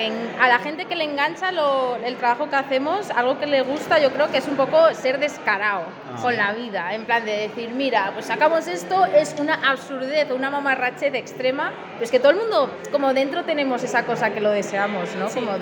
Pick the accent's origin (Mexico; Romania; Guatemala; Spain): Spain; Madrid, Community of Madrid; Somos de Madrid, Madrid nosotras.